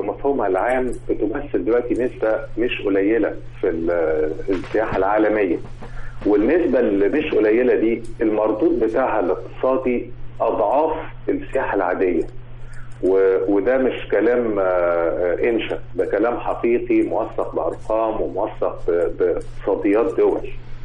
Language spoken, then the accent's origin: Arabic; Egypt; وده كلام الدراسات العلمية مش كلامنا إحنا كمصريين بس